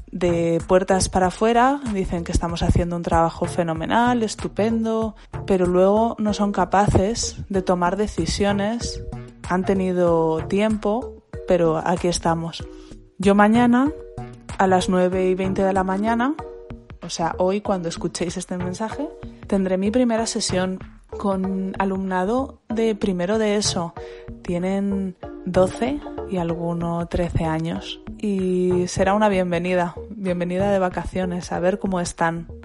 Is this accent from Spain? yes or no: yes; Zaragoza, Aragon, Spain; de Zaragoza